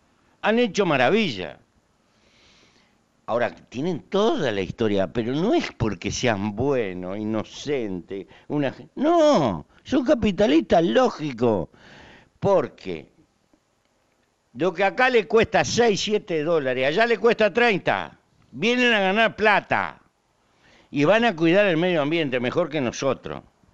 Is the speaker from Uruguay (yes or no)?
yes; Uruguay; Y no meterme en los problemas, porque eso sería una mala manera de ser uruguayo.